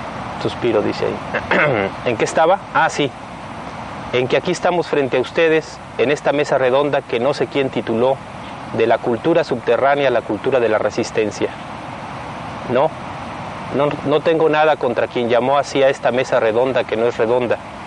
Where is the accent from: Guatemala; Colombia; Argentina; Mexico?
Mexico; Southeast; Nosotros, además de guerreros, somos indígenas mexicanos. Vivimos en las montañas del sureste mexicano, que viene siendo como el último rincón de este país.